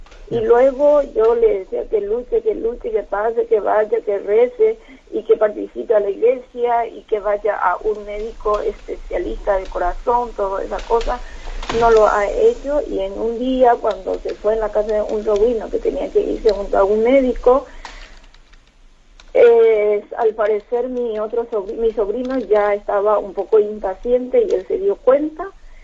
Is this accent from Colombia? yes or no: no; Madrid, Community of Madrid, Spain; now in Cusco, Peru; Soy servidora de dos parroquias, de la iglesia San Fernando, aquí en Cusco, yo soy de Madrid, y también soy servidora de la iglesia de Lavapiés.